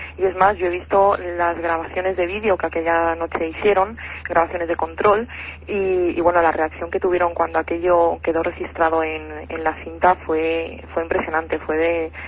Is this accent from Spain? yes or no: yes; Madrid, Community of Madrid, Spain; now in Albacete, Spain; Bueno, paisana no, porque yo soy de Madrid. Lo único que... No. Mira tú por dónde iba a dar a parar aquí a Albacete.